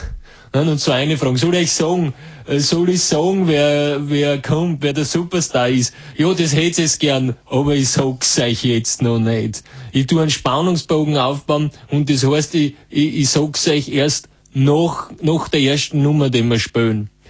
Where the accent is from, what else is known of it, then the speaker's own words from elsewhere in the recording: Vorarlberg, Austria; ich komme aus Vorarlberg zum Teil